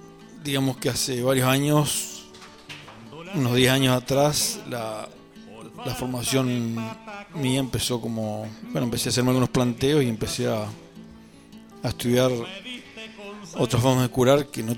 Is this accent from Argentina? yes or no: yes; Cholila, Chubut, Argentina; also born or lived in El Bolsón; trabajé en la zona de Cholila, que es mi lugar de origen, pero también me crié un poco acá en Bolsón.